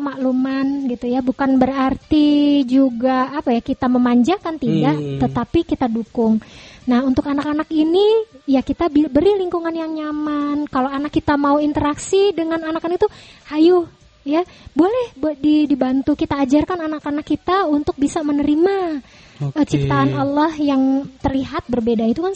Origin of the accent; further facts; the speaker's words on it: Java, Indonesia; rasanya tuh kalau kita orang Jawa bilang gigilo gitu